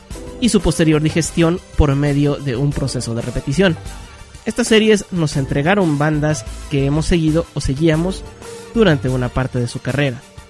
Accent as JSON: {"language": "Spanish", "country": "Mexico", "said": "las promotoras de conciertos en mi país, México"}